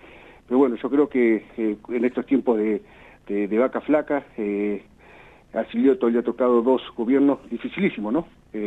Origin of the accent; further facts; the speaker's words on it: Argentina; por supuesto que dolió como argentino, ¿no?